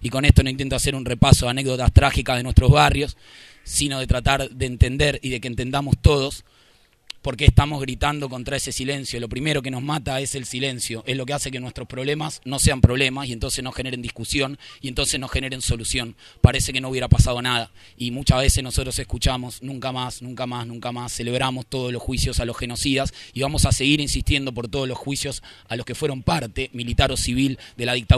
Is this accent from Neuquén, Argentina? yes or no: no; Buenos Aires, Argentina; Yo vengo con mis compañeros de Zabaleta